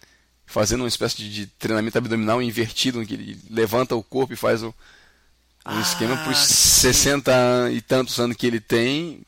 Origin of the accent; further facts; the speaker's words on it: Rio Grande do Norte, Brazil; born there; also born or lived in Northeast Brazil / Fortaleza; eu sou nascido no Rio Grande do Norte, mas por coincidência foi onde eu menos morei na minha vida. O meu pai era militar, então a gente se mudava bastante de cidade em cidade. Eu morei bastante no Nordeste como um todo. E eu terminei em Fortaleza.